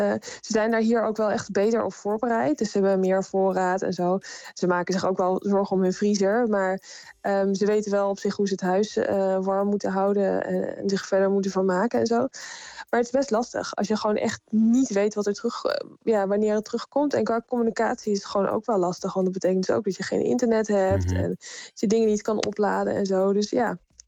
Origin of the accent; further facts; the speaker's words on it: Netherlands; now in Norway; En dan denk je als Nederlander, oh, een herfststorm, die kennen we allemaal.